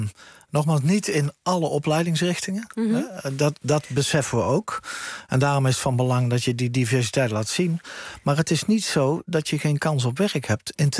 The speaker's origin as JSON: {"language": "Dutch", "region": "Zeeland", "country": "Netherlands", "said": "En ja, we zullen als Zeeuwen daarin veel uitnodigender nog kunnen zijn"}